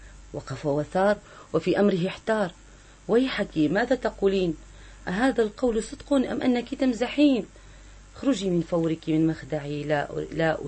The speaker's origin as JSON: {"language": "Arabic", "town": "Homs", "region": "Homs Governorate", "country": "Syria", "said": "وموجود عندنا بحمص"}